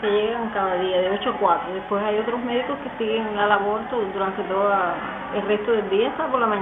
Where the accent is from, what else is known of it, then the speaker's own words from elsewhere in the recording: Pinar del Río, Cuba; Soy de Pinar.